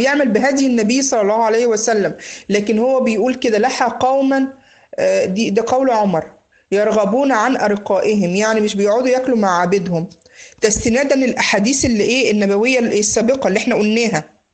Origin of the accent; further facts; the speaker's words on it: Egypt; بيقول له زي ما بنقول عندنا في مصر هنا ايه